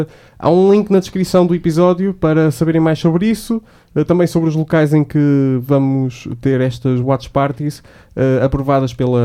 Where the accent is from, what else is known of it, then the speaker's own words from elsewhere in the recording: Aveiro, Portugal; E eu sou de Aveiro, portanto não se metam comigo.